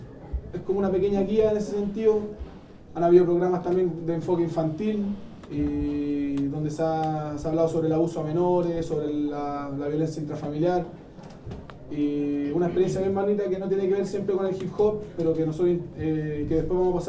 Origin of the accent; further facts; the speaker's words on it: Estación Central, Santiago Metropolitan Region, Chile; Nosotros venimos de Estación Central, de la población Santiago, Los Nogales, compañeros de la población Guillermo Bonilla.